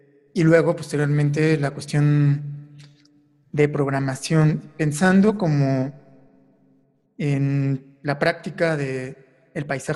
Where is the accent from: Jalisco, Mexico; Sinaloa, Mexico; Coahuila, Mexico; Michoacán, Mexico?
Michoacán, Mexico; Morelia; yo me dediqué a grabar muchísimo la ciudad de Morelia, de donde soy originario